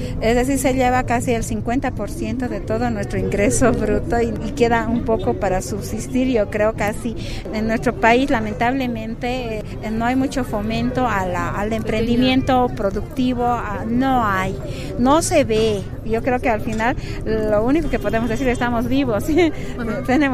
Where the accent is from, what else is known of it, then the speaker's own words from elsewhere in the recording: Bolivia; Sin embargo, somos los bolivianos que producimos